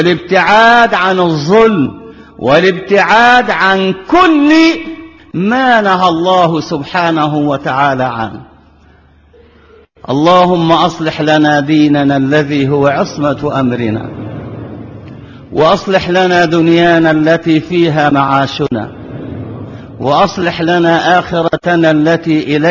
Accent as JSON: {"language": "Arabic", "country": "Egypt", "said": "ونحن أبناء مصر كلنا كما قلت تقلنا أرض واحدة"}